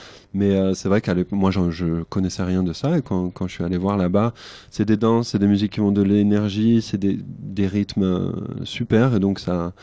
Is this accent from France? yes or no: yes; Toulouse, Occitanie, France; Et moi je viens de Toulouse, je suis né à Toulouse, à La Grave.